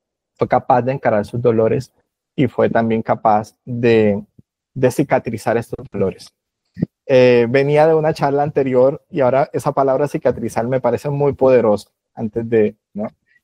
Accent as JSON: {"language": "Spanish", "town": "María la Baja", "region": "Bolívar", "country": "Colombia", "tie": "born there", "said": "soy autor del Caribe colombiano. Yo nací en María la Baja, Bolívar, que es en el centro de los Montes de María."}